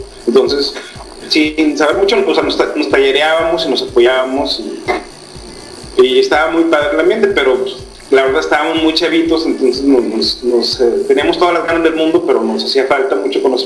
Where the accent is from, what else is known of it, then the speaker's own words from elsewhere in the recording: Monterrey, Nuevo León, Mexico; yo soy de Monterrey